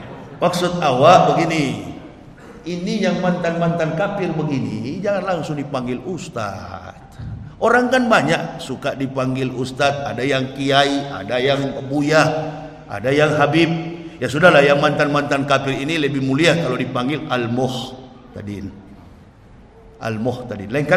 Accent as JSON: {"language": "Indonesian", "town": "Manado", "region": "North Sulawesi", "country": "Indonesia", "lives_now": "Jakarta, Indonesia", "said": "Saya orang Manado. Di Manado, di Sulawesi, di mana-mana, bukan di Jakarta. Saya tinggal Jakarta, Cibubur."}